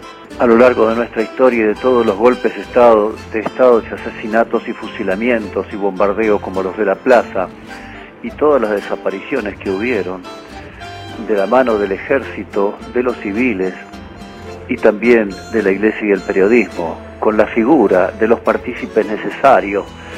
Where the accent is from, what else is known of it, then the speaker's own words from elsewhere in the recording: Mataderos, Buenos Aires, Argentina; de Mataderos.